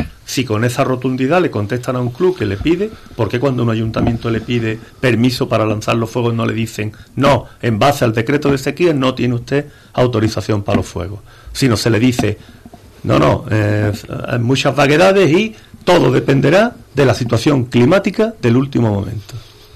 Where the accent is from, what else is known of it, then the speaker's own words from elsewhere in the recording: Andalusia, Spain; somos andaluces.